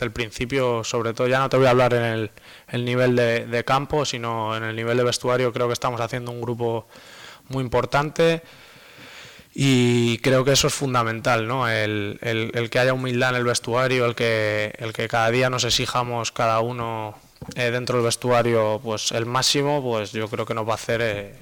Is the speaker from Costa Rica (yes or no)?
no; Madrid, Community of Madrid, Spain; En Madrid, pues bueno, somos los dos de Madrid